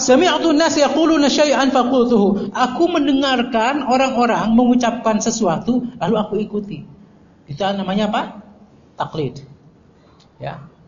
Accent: West Java, Indonesia; Ya, saya malu sebagai orang Sunda, karena saya juga orang Melayu juga sebenarnya.

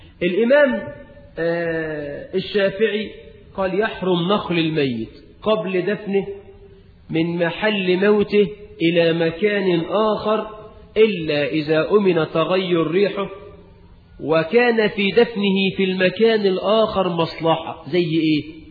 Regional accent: Egypt; وزي ما احنا كمصريين تقول لواحد ايدك معايا

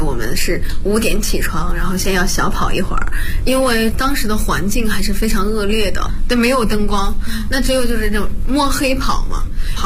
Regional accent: Bozhou, Anhui, China; 我是华佗五禽戏第59代传承人，我来自安徽亳州。

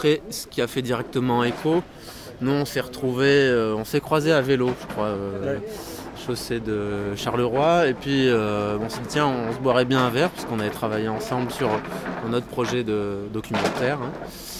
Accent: France; now in Belgium; Moi, pour ma part, je suis français d'origine

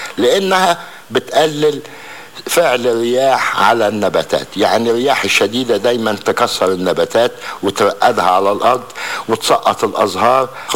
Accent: Egypt; المصدات عندنا في مصر هنا أنواع بتزرع زي الكافور وزي الكزورينة

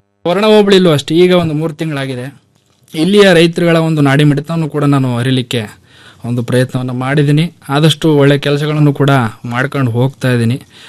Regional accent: Siddalingapura, Karnataka, India; ಮೂಲತಃ ನಾವು ಮೈಸೂರು ತಾಲೂಕಿನ ಸಿದ್ಲಿಂಗ್ಪುರ ಗ್ರಾಮ, ನಮ್ಮದು ಕೃಷಿ ಮೂಲದಿಂದಲೇ ಬಂದಿರತಕ್ಕಂಥವ್ರು.

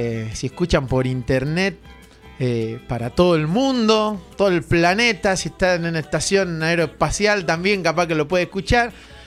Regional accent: Luyaba, Córdoba, Argentina; vengo desde Luyaba.

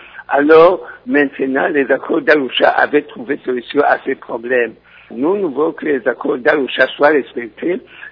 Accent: Burundi; C'est ça alors pourquoi nous étions réunis ensemble en tant que Burundais.

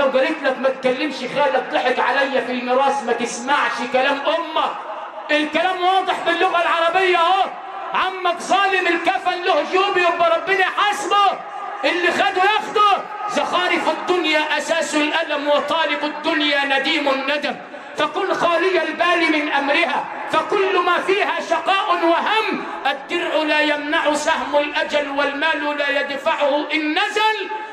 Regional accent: Sharqia Governorate, Egypt; انا مش من كوكب زحل، انا ابن الشرقيه بس لفتها شرق وغرب

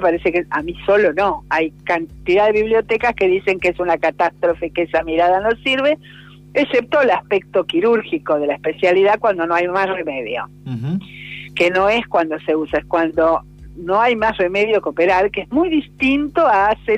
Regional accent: Basque Country, Spain; Yo creo en esas cosas, soy vasca. No, en serio, soy vasca.

